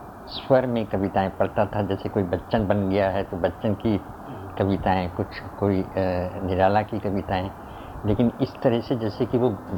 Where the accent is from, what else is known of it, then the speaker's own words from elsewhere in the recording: Shimla, Himachal Pradesh, India; मेरा बचपन तो शिमला में ही गुजरा जैसा आप जानते हैं, और मेरा आरंभ के 7-8 वर्ष वहीं पर मैंने स्कूल में बिताए।